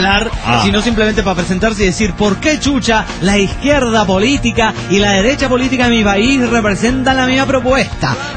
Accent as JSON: {"language": "Spanish", "country": "Uruguay", "said": "Yo como uruguayo, yo con la sangre charrúa que corre en mis venas, no querría entrar a un mundial de fútbol de esta manera."}